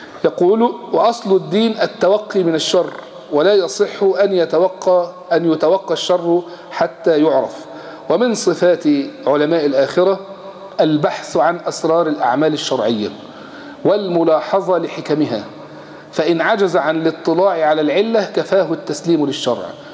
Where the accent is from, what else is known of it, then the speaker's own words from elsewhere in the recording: Egypt; اسهل حاجة عندنا في مصر يقول يا شيخ